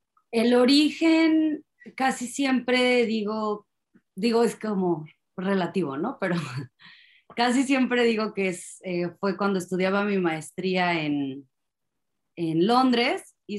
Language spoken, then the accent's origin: Spanish; Mexico; Siempre digo que como que tuve que salir de México, siento, para conocer quién es … Y bueno, pues empecé a participar en esta exposición, regresé a México